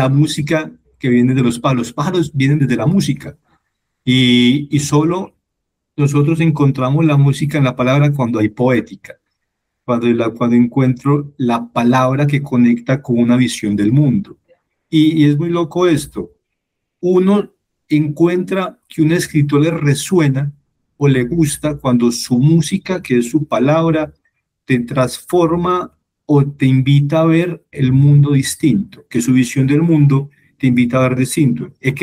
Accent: Fredonia, Antioquia, Colombia; born there; also born or lived in Medellín; now in Bogotá, Colombia; yo sí nací en Fredonia y después viví en Medellín cuando estudié periodismo en la universidad.

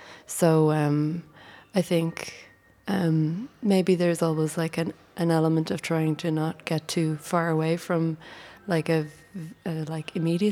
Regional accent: Ireland; my background, like, I'm from Ireland, and I come from a classical music background

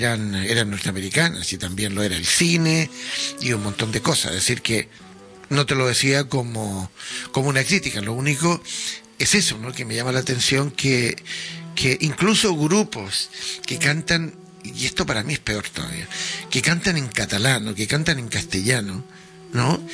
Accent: United States; Yo también soy americano.

